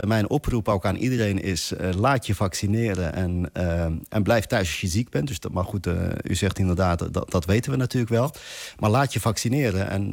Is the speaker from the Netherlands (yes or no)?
yes; Netherlands; ik denk dat we dat ook gewoon als Nederlanders gewoon met z'n allen echt nodig hebben.